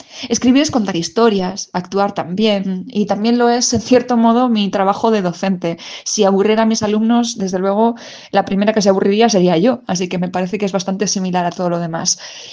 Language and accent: Spanish; Castilla-La Mancha, Spain; Soy manchega de origen y siempre tuve muchas ganas de recorrer el mundo